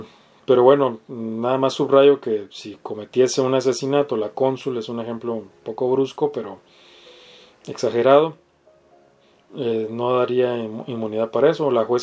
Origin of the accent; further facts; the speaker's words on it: Baja California, Mexico; Digamos que una jueza, no sé, en Baja California, de donde soy yo